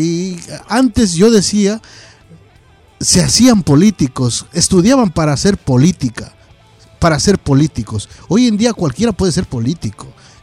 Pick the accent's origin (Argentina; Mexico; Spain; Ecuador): Ecuador; moved away; yo soy un inmigrante de Ecuador que estoy por acá más de 20 años